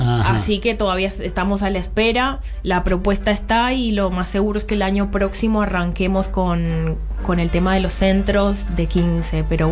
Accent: Colombia; now in Argentina; Y yo soy colombiana.

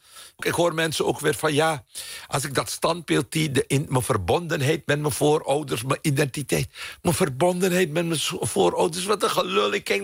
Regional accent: Suriname; Ik ben opgegroeid in Suriname waar racisme gewoon normaal was.

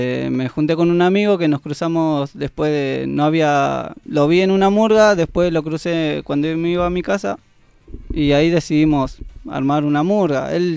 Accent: Argentina; nunca me sacaron de acá de Argentina

